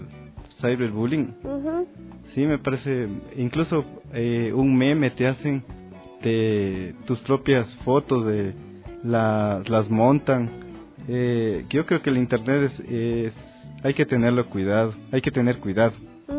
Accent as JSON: {"language": "Spanish", "country": "Ecuador", "said": "en nuestra memoria histórica como ecuatorianos, ecuatorianas"}